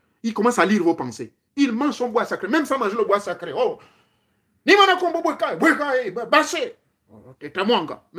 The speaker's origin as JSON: {"language": "French", "town": "Lambaréné", "region": "Moyen-Ogooué", "country": "Gabon", "tie": "born there", "said": "je suis né à l'Ambaréné."}